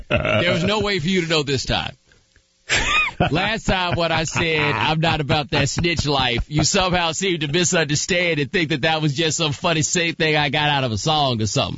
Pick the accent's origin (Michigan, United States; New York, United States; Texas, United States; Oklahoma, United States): Texas, United States; The other thing, too, you got to remember, I'm from Texas